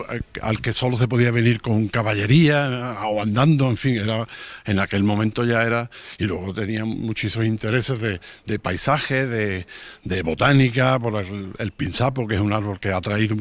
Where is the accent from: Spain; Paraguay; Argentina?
Spain; Jerez de la Frontera, Andalusia; No, yo no soy nacido aquí. Yo soy vecino de toda la vida, soy de Jerez y grazalemeño al 50%.